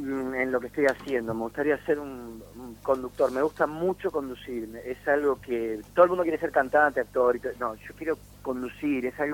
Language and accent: Spanish; Villa Ballester, Buenos Aires Province, Argentina; yo soy de barrio, soy de Villa Ballester